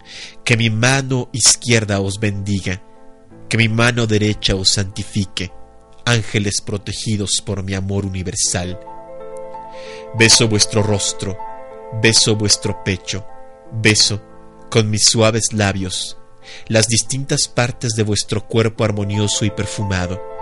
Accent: Iztapalapa, Mexico City, Mexico; Yo crecí en Iztapalapa, mi querida Sandra. Yo considero Iztapalapa mi barrio, es mi... De allí soy yo, pues, aunque en realidad nací en la Jardín Balbuena, pero toda mi vida viví en Iztapalapa. Por ahí estaba la casa de mis jefes, perdón.

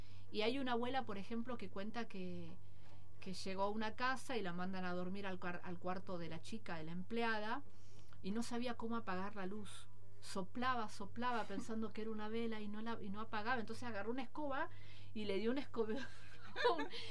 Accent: Rawson, Chubut, Argentina; also born or lived in Teca; Nací en Teca, viví en un barrio pobre de Rawson, me vine a vivir acá

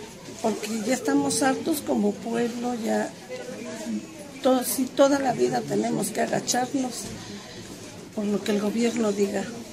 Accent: Ixmiquilpan, Hidalgo, Mexico; Venimos de Ixmiquilpan, Hidalgo. Mi comunidad se llama Dios Padre.

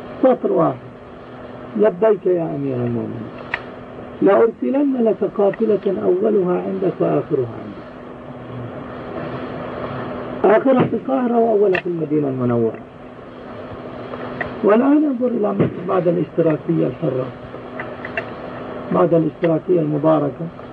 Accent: Palestine; عندنا في فلسطين آباؤنا يحدثوننا في أيام الخير أنه كان القمح يواري الرجل

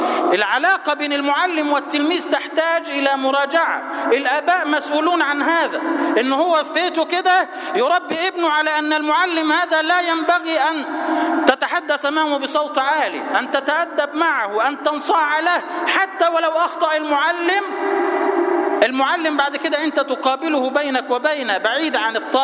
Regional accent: Egypt; اللهم اجعل بلدنا مصر سلما سلاما، أمنا أمانا

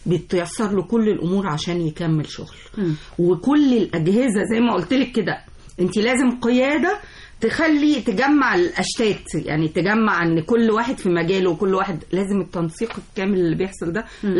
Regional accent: Egypt; انت عارفه ان انا لما بسافر اي بلد اي بلد في الدنيا تيجي تقول لهم انا من مصر

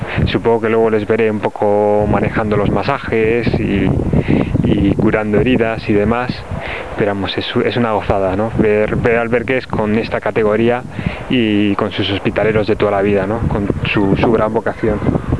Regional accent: Castile, Spain; Que como buen castellano pues soy seco y eso.

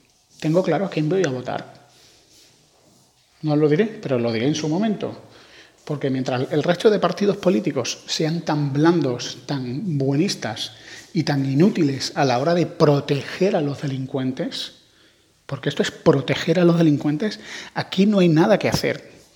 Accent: Andalusia, Spain; Es que yo, como soy andaluz, vivo en un mundo, en una sociedad donde los rateros abundaban.

